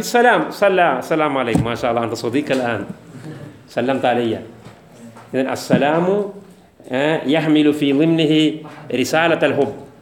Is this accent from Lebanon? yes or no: no; India; Arabic is a second language; هذا عادة الكفار عندنا في الهند